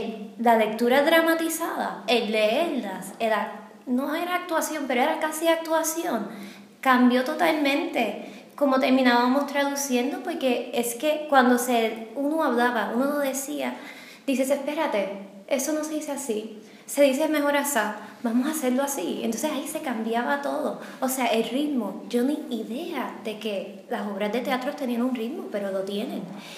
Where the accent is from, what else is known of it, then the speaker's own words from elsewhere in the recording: Puerto Rico; soy de Puerto Rico.